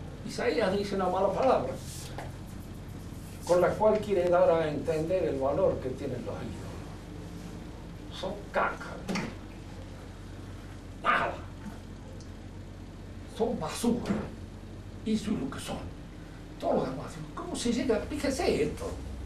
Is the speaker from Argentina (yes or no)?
yes; Argentina; Somos argentinos. Aunque nos pese.